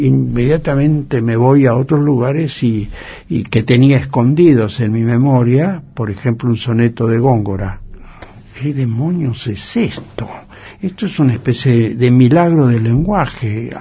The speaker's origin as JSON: {"language": "Spanish", "town": "Rivera", "region": "Buenos Aires Province", "country": "Argentina", "tie": "born or raised there", "said": "No, cerca de Santa Rosa, un pueblo que se llama Rivera."}